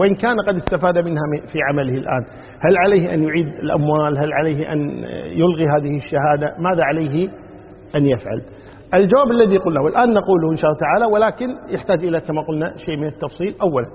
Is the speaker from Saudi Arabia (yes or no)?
no; Kuwait; يعني عندنا في الكويت عن طريق وزارة العدل عرفوا الزواج الثاني